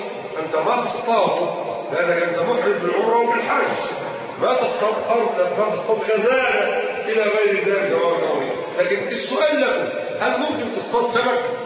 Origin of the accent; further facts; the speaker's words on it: Egypt; اللي احنا بنسميه مصري الزعبوط